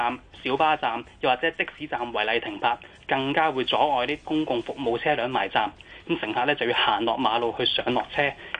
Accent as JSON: {"language": "Cantonese", "country": "Hong Kong", "said": "对于我哋香港人嚟讲"}